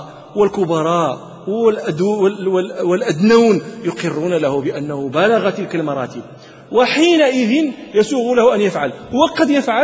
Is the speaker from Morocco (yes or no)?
yes; Morocco; والآن يدرس في عندنا في المغرب